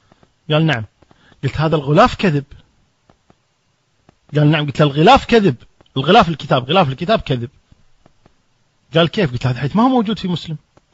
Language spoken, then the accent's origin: Arabic; Kuwait; في شارع عمان عندنا في الكويت